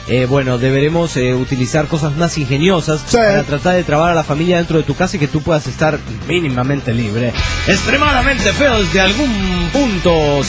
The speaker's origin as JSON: {"language": "Spanish", "country": "Colombia", "tie": "born or raised there", "said": "Recuerden, yo viví toda mi infancia también en Colombia."}